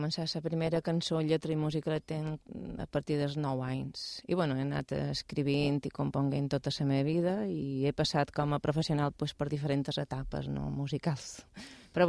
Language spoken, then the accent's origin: Catalan; Balearic Islands, Spain; now in Mallorca, Spain; jo som menorquina, vaig néixer a Menorca i fa moltíssim any que estic afincada aquí a Mallorca.